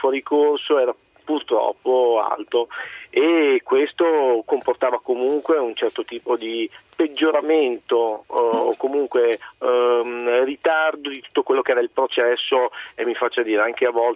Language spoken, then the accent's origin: Italian; Friuli-Venezia Giulia, Italy; io sono friulano, ho studiato a Trieste